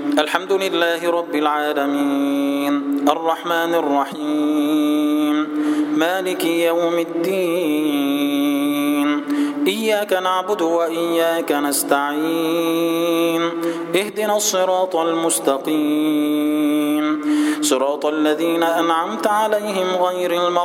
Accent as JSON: {"language": "Arabic", "country": "Egypt", "said": "اللهم اجعل بلدنا مصر سلما سلاما، أمنا أمانا"}